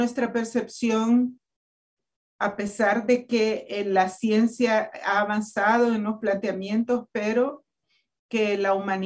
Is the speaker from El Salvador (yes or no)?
yes; El Salvador; en El Salvador, que yo soy salvadoreña y ahorita estamos en una vorágine que nos está moviendo el piso